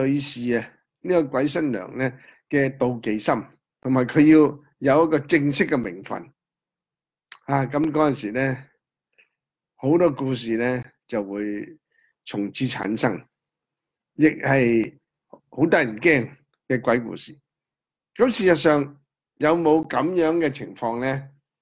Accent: Hong Kong; 我哋香港人叫利是包

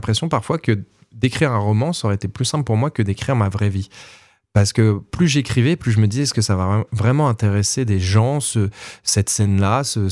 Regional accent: Nancy, Grand Est, France; Dans ma ville natale, je vis toujours à Nancy, donc moi je suis très bien ici.

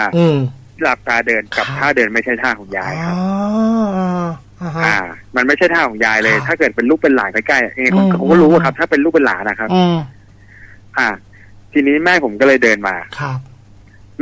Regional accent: Bangkok, Thailand; ผมเป็นคนกรุงเทพเรียนกรุงเทพเลยแต่ยายผมเป็นคนที่นั่น

